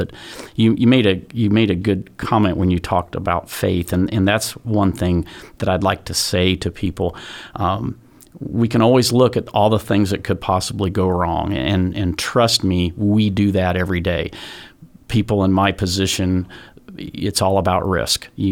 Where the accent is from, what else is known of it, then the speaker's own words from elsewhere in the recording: Anderson, Indiana, United States; Born and raised in Anderson.